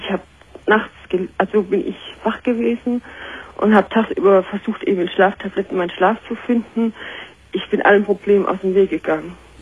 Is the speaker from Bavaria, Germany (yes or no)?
no; Heidelberg, Baden-Württemberg, Germany; now in Kiel, Germany; Ich komme aus Heidelberg ursprünglich, habe meinen jetzigen Mann in der Kur kennengelernt und bin dann hier hoch nach Kiel gezogen.